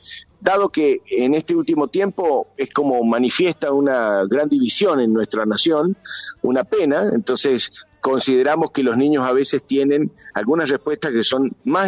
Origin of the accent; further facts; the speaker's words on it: San Juan, Argentina; si fuera en San Juan, que es mi ciudad natal